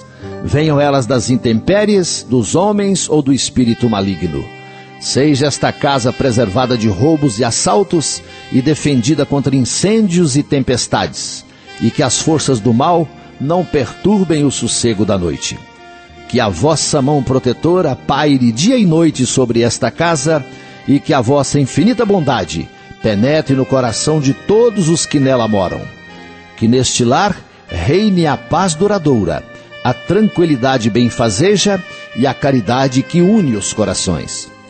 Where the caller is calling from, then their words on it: Conceição do Rio Verde, Minas Gerais, Brazil; sou da cidade de Conceição do Rio Verde, nas Minas Gerais.